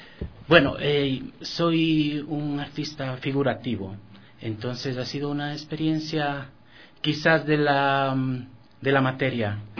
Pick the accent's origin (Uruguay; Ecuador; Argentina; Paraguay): Ecuador; Ambato, Tungurahua; moved away as an adult; now in Europe; Soy oriundo de Ambato, la provincia de Tungurahua, y pues tuve la suerte de irme a Europa y seguí con mi profesión allá